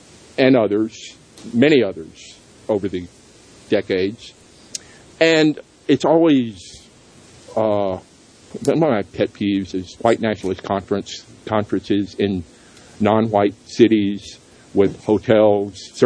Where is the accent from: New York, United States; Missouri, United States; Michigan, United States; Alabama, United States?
Alabama, United States; Athens; I grew up in Athens, right outside Huntsville, Alabama, of course.